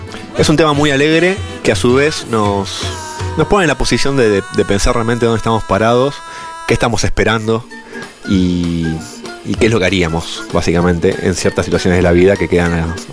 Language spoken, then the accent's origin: Spanish; Buenos Aires, Argentina; somos todos oriundos de Capital Federal. Si bien cada uno creció en diferentes partes de lo que es Buenos Aires, zona norte, Pilar, zona oeste, la realidad es que somos todos bichos de ciudad.